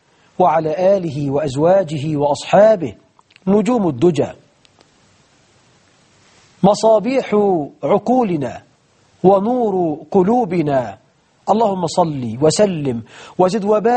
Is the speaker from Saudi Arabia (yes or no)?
no; Egypt; يجعل بلدنا مصر أمنا أمانا